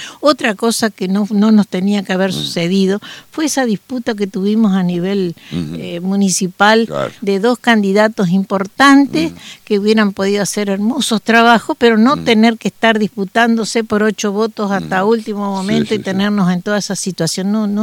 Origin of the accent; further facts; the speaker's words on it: Argentina; yo digamos como argentina, yo esas cosas no las puedo soportar